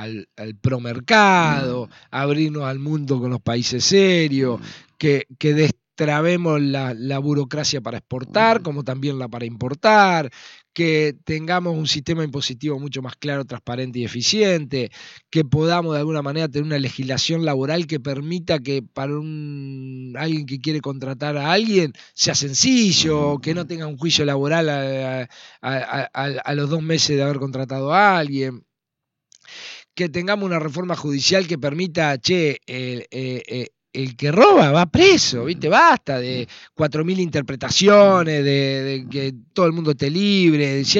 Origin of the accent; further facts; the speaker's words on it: Argentina; nosotros como argentinos y como sociedad vamos a ir viviendo mucho mejor